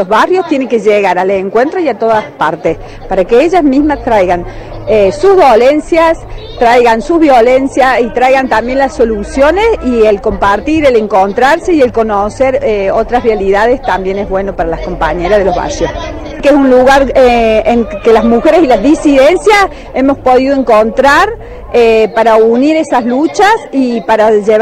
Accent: Córdoba, Argentina; somos de Córdoba capital, de un barrio muy postergado

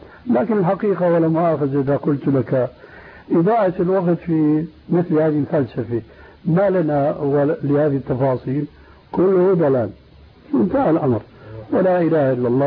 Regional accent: Syria; عندنا في سوريا

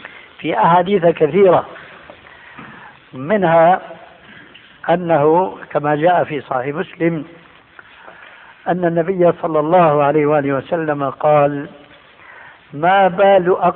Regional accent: Syria; عندنا في الشام يسمى المقدمة بالتذكير، ويقلب الذال إلى دال بيقولوا التذكير

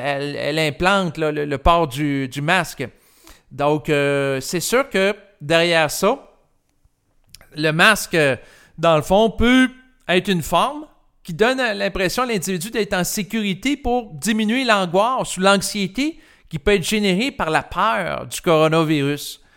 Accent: Quebec, Canada; le rituel en tant que Québécois, ben c'était d'aller à la communion pour recevoir l'hostie dans sa bouche

